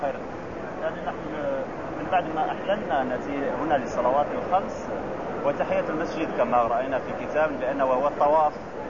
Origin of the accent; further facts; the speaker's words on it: Morocco; الأب في المغرب، نحن مغاربة